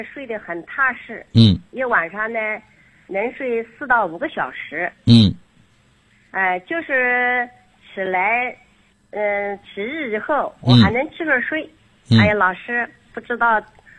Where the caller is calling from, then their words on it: Xuancheng, Anhui, China; 我来自安徽宣城的。